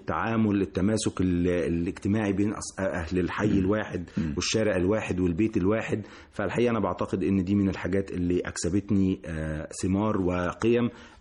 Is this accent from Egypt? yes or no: yes; Cairo, Cairo Governorate, Egypt; لكن أنا ولدت وربيت في شبرا